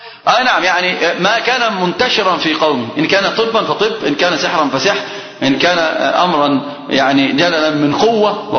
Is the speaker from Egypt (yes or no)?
yes; Egypt; حتى عندنا في مصر كلام عجيب جدا من أمثلة العامة